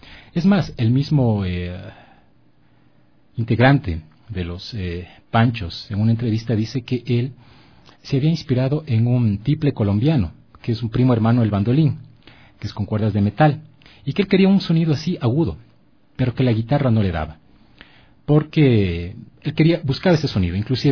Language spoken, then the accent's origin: Spanish; Otavalo, Imbabura, Ecuador; Porque como soy de Otavalo, pues mis vacaciones las pasaba en Otavalo.